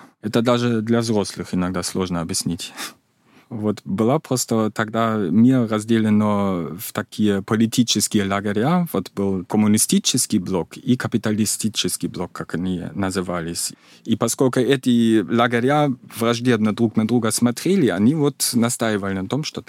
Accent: East Germany, Germany; Russian is a second language; у меня было мало родственников в Западной Германии, я сам из Восточной Германии.

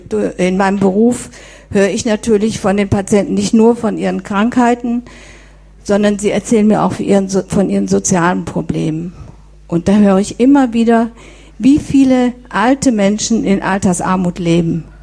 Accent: Soest, North Rhine-Westphalia, Germany; von der der Sven eben erzählt hat. … Ich komme aus Soest.

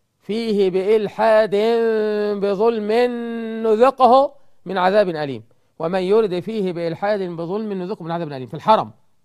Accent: Egypt; إحنا كمصريين، أنا مصري، عشان تقول بتشتمنا ليه؟ أنا مصري

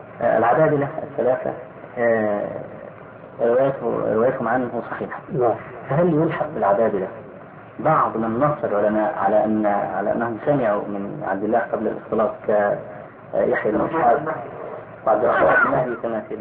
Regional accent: Egypt; فأخذها بعض الناس عندنا في مصر

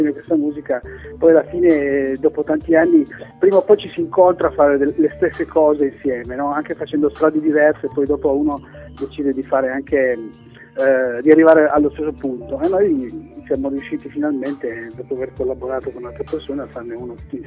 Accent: Turin, Piedmont, Italy; siamo tutti di Torino, per cui ci conosciamo da una vita, insomma

